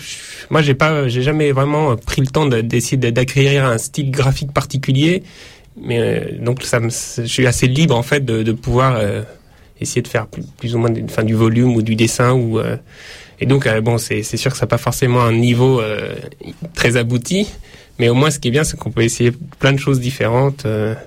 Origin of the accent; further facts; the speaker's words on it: Annecy, Auvergne-Rhône-Alpes, France; comme je viens d'Annecy, en fait, et profiter de mon séjour à Annecy